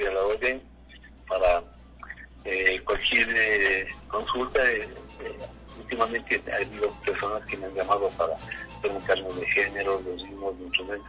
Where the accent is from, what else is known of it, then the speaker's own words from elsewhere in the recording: Quito, Pichincha, Ecuador; porque yo desde los 15 años en mi barrio de San Roque, en Quiteño, soy de San Roque